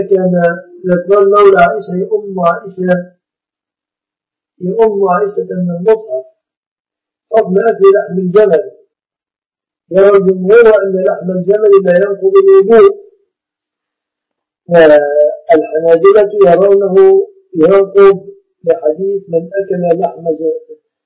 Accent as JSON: {"language": "Arabic", "country": "Egypt", "said": "عندنا في مصر كان سماها زمان طاسة الطربة."}